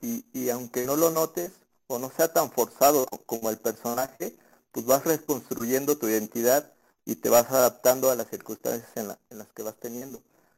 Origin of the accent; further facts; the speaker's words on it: Tula, Hidalgo, Mexico; yo soy de Tula, y pues en la secundaria hubo mucho un movimiento, no sé, de música de metal, ¿no?